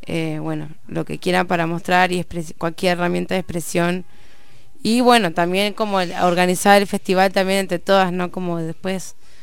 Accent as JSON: {"language": "Spanish", "region": "Buenos Aires", "country": "Argentina", "tie": "born or raised there", "also_born_or_lived": "Trelew", "said": "Me crié ahí, pero crecí acá."}